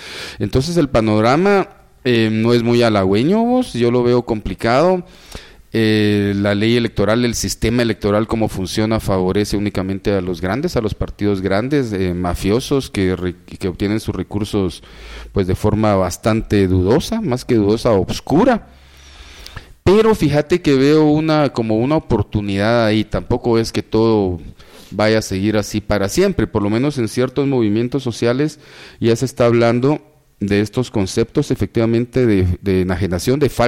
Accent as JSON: {"language": "Spanish", "country": "Guatemala", "tie": "born or raised there", "said": "Gente que viene de la Primero de Julio, de la Justo Rufino Barrios, ahí crecí yo, ahí nací en la Justo Rufino Barrios, también la conozco."}